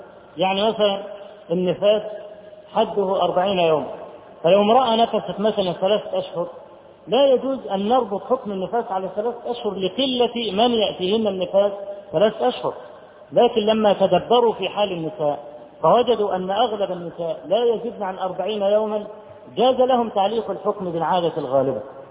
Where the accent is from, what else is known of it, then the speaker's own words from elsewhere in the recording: Egypt; فرجل اول ما عرف ان انا من مصر قال براميدس براميدس، يعني الاهرام